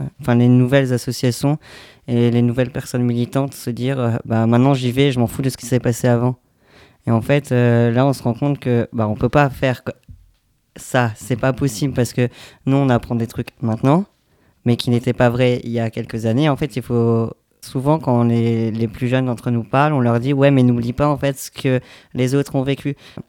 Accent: Grand Est, France; parce que moi, je viens d'Alsace, et il y a des personnes militantes, mais il n'y a pas ce qu'il y a ici

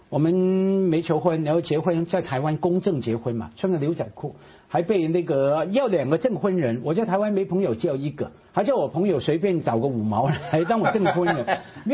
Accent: Hong Kong; 我们在香港对我来说就是我的故乡，就是我的未来。

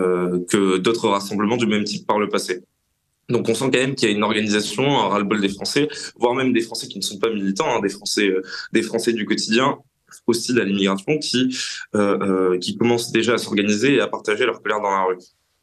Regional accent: France; c'est globalement la place que nous, en tant que Français, occidentaux, Européens, voulons retrouver dans l'histoire

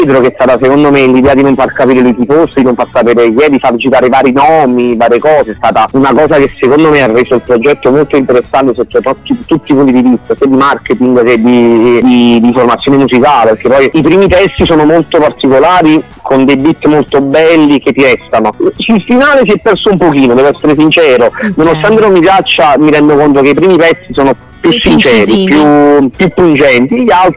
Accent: Naples, Campania, Italy; Io da napoletano l'ho vissuto in maniera particolare

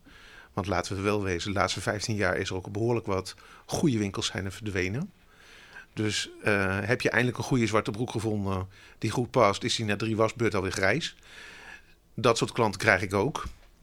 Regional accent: Gelderland, Netherlands; born or raised there

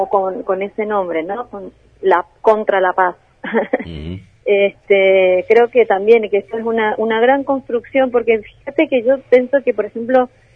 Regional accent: Colombia; uno como viviendo en el país, como colombiano

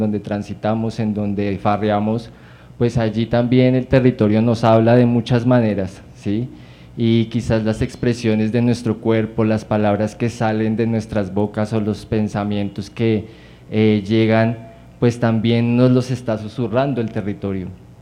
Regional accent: Bosa, Bogotá, Colombia; born there; Yo pues nací en Bosa, mi familia materna toda es de Bosa

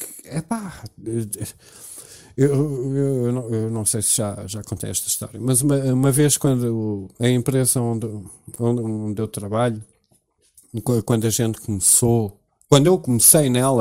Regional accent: Cascais, Lisbon, Portugal; born there; Eu nasci no Hospital de Cascais Antigo

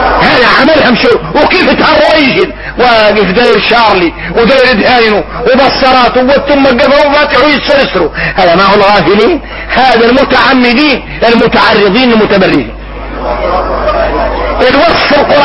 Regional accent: Mauritania; انا اكون موريتاني.

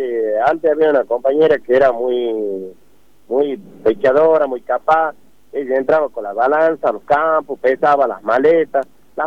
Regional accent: Alberdi, Tucumán, Argentina; Yo soy del pueblo de Alberdi

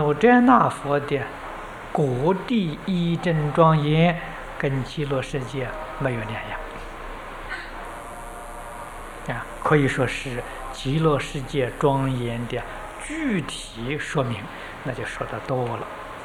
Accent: China; 我们中国人讲门道

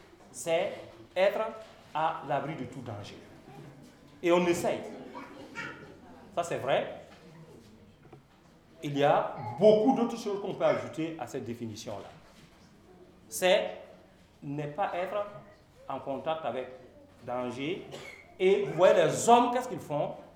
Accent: Burkina Faso; Surtout dans notre contexte aujourd'hui, en tant que Burkinabé, est-ce que la sécurité est là?

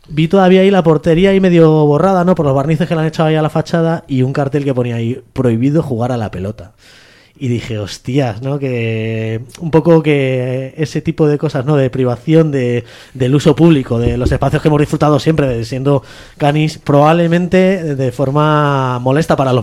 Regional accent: Madrid, Community of Madrid, Spain; de por 50 metros más arriba del portal donde yo me crié, aquí en Vallecas

